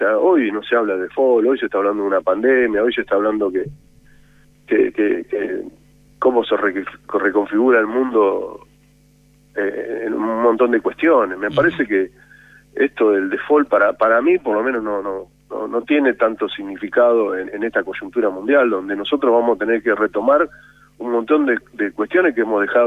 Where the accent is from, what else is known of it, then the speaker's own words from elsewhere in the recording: Argentina; Nosotros como pueblo, como argentinos